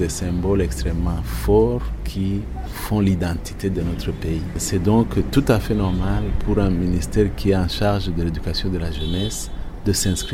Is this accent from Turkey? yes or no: no; Burundi; oui, nous sommes Burundais, mais nous sommes également membres d'une communauté.